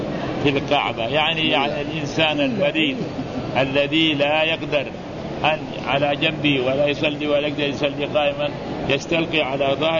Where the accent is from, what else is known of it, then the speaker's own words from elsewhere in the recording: Mecca, Makkah Province, Saudi Arabia; وعندنا في مكة المعلقة موجهة إلى القبلة